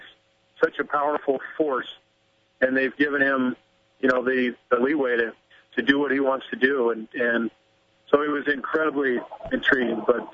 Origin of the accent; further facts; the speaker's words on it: California, United States; I'm from California. I've got family out here.